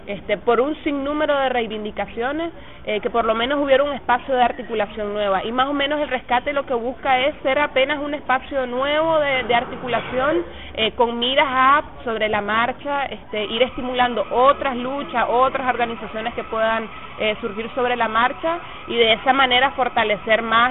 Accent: Nicaragua; soy de Nicaragua, del movimiento Rescate del Sandinismo.

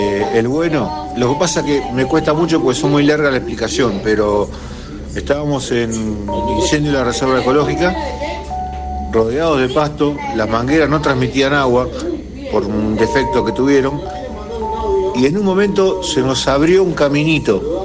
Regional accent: Tristán Suárez, Buenos Aires Province, Argentina; de Tristan Suárez, de Quilmes de Corazón.

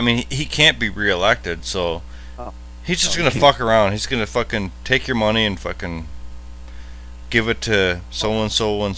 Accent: Canada; And of course, I'm Canadian

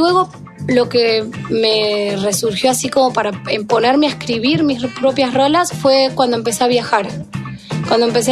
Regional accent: Punta Alta, Buenos Aires Province, Argentina; me regresé a mi pueblo, a Punta Alta

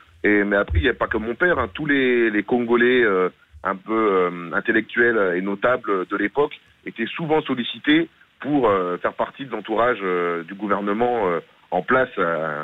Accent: Le Nouvion-en-Thiérache, Hauts-de-France, France; born there; Alors moi, je suis né à Lenouvian-en-Thiérache, à 14 km de Marly-Gaumont

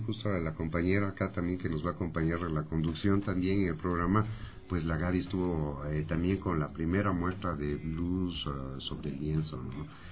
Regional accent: Ecuador; es muy grato como ecuatoriano

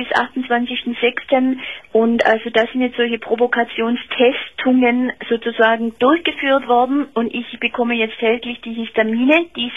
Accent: Heidenheim, Baden-Württemberg, Germany; Also ich komme ehrlich gesagt eigentlich aus Heidenheim.

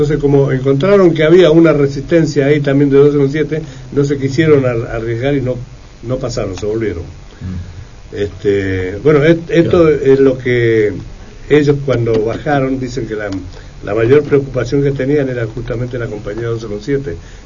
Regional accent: Argentina; todos somos argentinos.

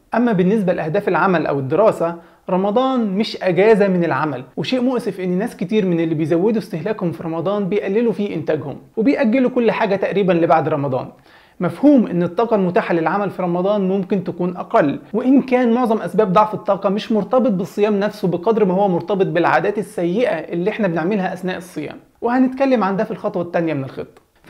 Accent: Egypt; عندنا في مصر بيقولوا إن حتى غير المسلمين بيحبوا رمضان،

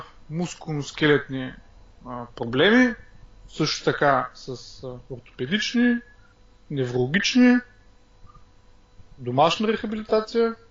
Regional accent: Varna, Varna Province, Bulgaria; От Варна съм.

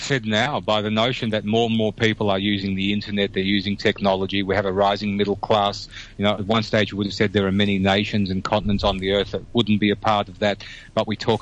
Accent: Australia; the words that I use that I take for granted that are Australian words, I don't put into that conversation

